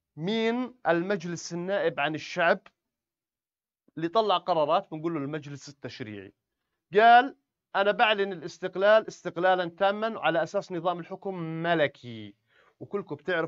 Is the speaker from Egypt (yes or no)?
no; Jordan; حكى عن نهجه السياسي اللي راح يصير عندنا في الأردن